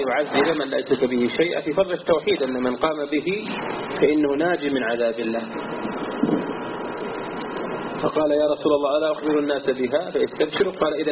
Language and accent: Arabic; Najd, Saudi Arabia; التي عثرت عليها عندنا في نجد